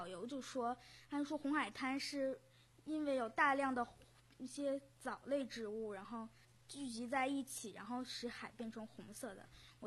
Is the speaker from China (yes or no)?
yes; Beijing, China; 因为我是北京人